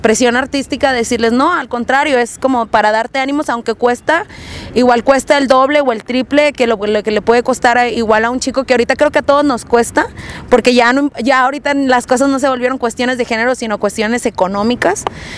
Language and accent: Spanish; Monterrey, Nuevo León, Mexico; el proyecto inicia yo creo que desde Monterrey, que es de donde yo soy, ¿no? En el barrio, con los compas